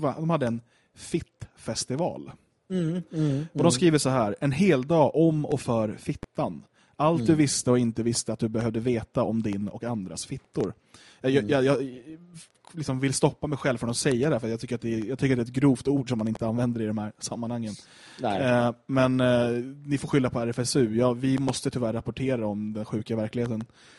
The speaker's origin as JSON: {"language": "Swedish", "town": "Skogås", "region": "Stockholm County", "country": "Sweden", "tie": "born or raised there", "said": "Jag minns från när jag växte upp i Skogås"}